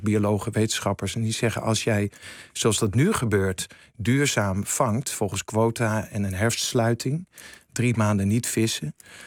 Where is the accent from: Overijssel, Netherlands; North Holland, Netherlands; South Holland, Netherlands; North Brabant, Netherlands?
North Holland, Netherlands; Volendam; Ik ben zelf opgegroeid in Volendam.